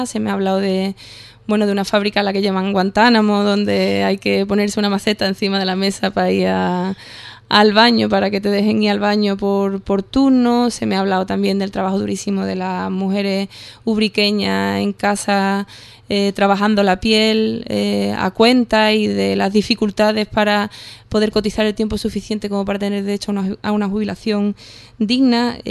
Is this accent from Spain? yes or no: yes; Rota, Andalusia, Spain; yo soy de pueblo, yo sí soy de pueblo, soy de Rota